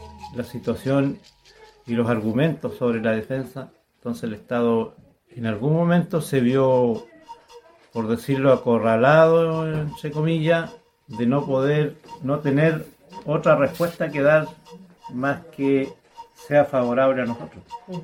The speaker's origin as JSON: {"language": "Spanish", "town": "Mehuín", "region": "Los Ríos", "country": "Chile", "said": "Bueno, yo soy de acá de Mehuín"}